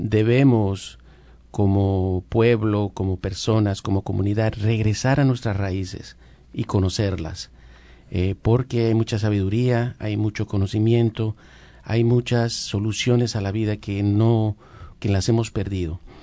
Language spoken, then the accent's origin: Spanish; Colombia; yo soy de Colombia.